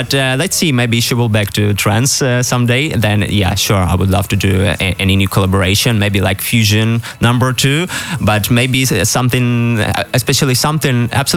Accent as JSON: {"language": "English", "country": "Ukraine", "second_language": "English", "said": "Yeah, because we're both from Ukraine and we are good friends."}